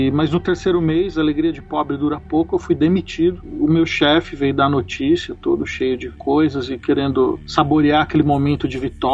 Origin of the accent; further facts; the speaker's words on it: Osasco, São Paulo, Brazil; Ah, eu sou de Osasco, sim.